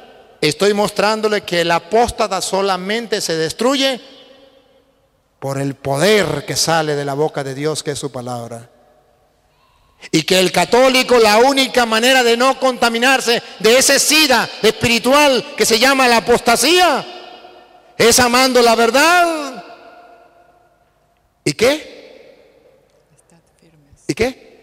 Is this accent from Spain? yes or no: no; Venezuela; Yo vengo de Venezuela